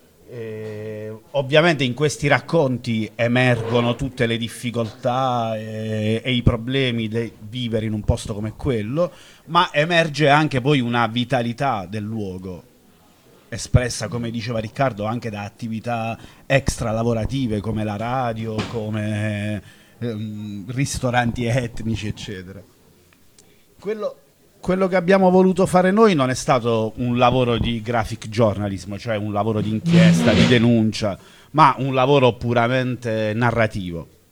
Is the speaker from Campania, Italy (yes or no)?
no; Foggia, Apulia, Italy; Noi veniamo da Foggia e quindi avevamo a pochi chilometri da casa questa realtà particolare